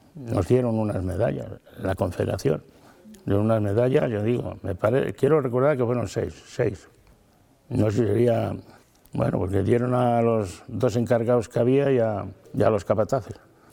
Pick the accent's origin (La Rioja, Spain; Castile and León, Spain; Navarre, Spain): Castile and León, Spain; Vegamián; born or raised there; also born or lived in Riaño